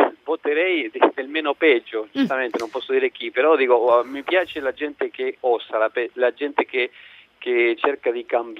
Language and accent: Italian; Uruguay; Italian is a second language; now in Italy; Vengo dall'Uruguay.